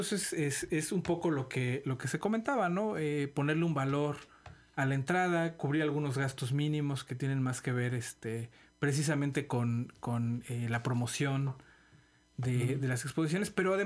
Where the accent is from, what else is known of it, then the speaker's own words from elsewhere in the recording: Mexico; También, pues, somos mexicanos